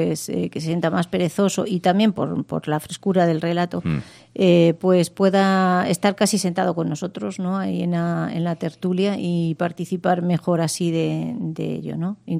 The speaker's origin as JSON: {"language": "Spanish", "town": "Fuente del Maestre", "region": "Extremadura", "country": "Spain", "tie": "born or raised there", "said": "en Badajoz, que es mi tierra, estaremos el último jueves del mes, y el día siguiente, 29, estaré yo en mi pueblo, Fuente del Maestre"}